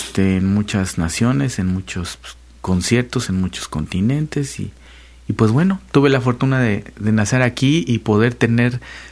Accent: Xalapa, Veracruz, Mexico; born there; Yo soy nacido aquí en Xalapa.

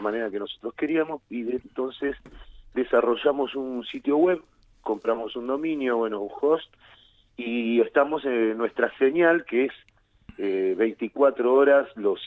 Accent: Córdoba, Argentina; moved away as an adult; now in La Plata, Argentina; casi tan cordobés como platense, ¿no? Yo nací en La Bulalle.

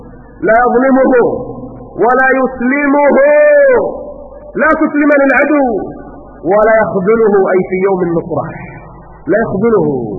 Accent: Kuwait; الجمعيات واللجان عندنا في الكويت

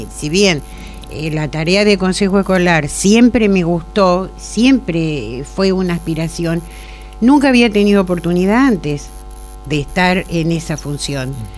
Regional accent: 25 de Mayo, Buenos Aires Province, Argentina; also born or lived in Mar del Plata / Saladillo; Me desempeñé en 25 de mayo, de donde soy oriunda, en Mar del Plata y acá en Saladillo terminé mi carrera docente.

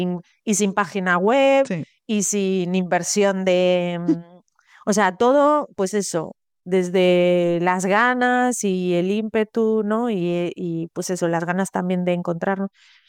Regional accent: A Coruña, Galicia, Spain; A ver, yo soy de aquí de Coruña, de toda la vida. Yo estudié aquí la carrera, o sea, como que me quedé aquí.

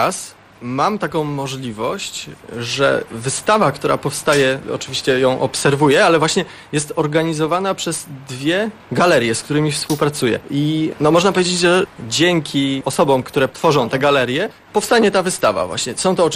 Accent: Sopot, Pomeranian Voivodeship, Poland; Ale nie, ale ja jestem od dziecka tutaj, więc z Sopotem jestem związany przez całe życie.

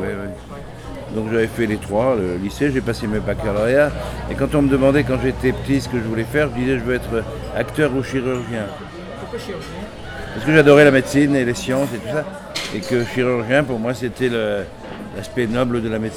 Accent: Paris, Île-de-France, France; je suis né, moi, à Paris. Et je suis né dans le 16e, qui est un arrondissement chic de Paris, mais parce que simplement mon père avait trouvé un atelier de peintre, dans lequel j'habite toujours d'ailleurs.

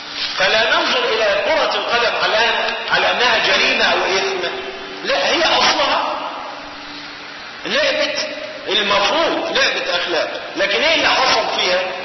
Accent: Egypt; ودخلت عندنا في مصر سنة 1921 مع احتلال الإنجليز لمصر

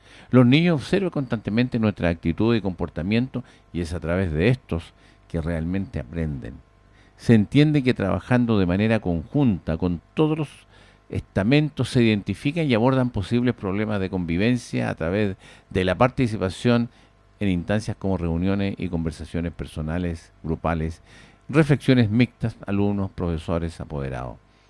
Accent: Pirque, Santiago Metropolitan Region, Chile; Yo no soy de Puente Alto, ¿eh? Fíjese usted, yo soy de Pirque. Participo en Pirque, pero trabajo en Puente Alto

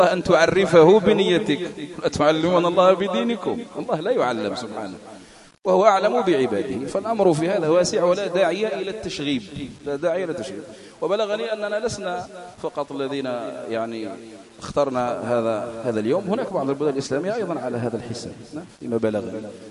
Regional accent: Algeria; التاسع عندنا في العاشر الجزائريين غدا

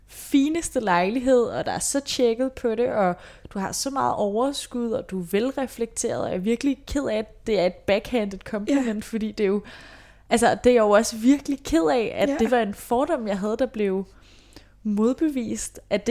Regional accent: Capital Region of Denmark, Denmark; Nu kommer jeg selv fra Vestegnen, ikke, hvor der er mange unge mødre

